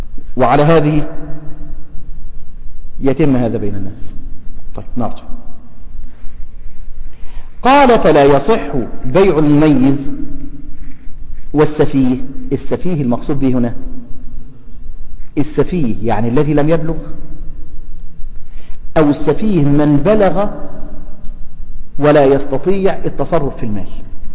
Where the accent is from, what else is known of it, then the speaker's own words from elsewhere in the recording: Egypt; الفصال عندنا في مصر